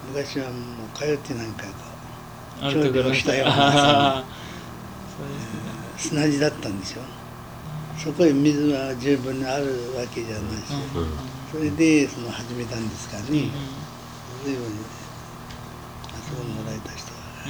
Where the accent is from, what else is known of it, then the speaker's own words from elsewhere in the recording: Morioka, Iwate, Japan; 岩手県の盛岡市。